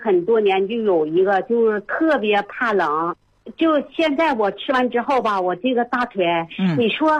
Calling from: Suihua, Heilongjiang, China; 我是绥化的。

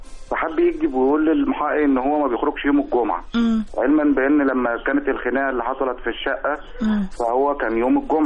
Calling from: Abu Zaabal, Qalyubia, Egypt

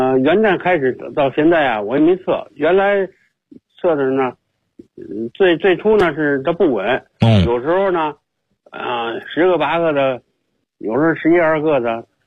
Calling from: Beijing, China; 我是北京的。

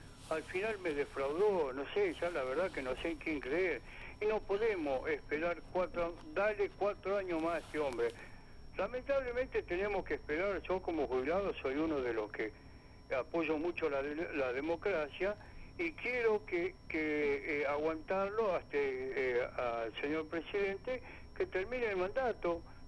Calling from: Burzaco, Buenos Aires Province, Argentina; soy de acá de Bursaco, jubilado.

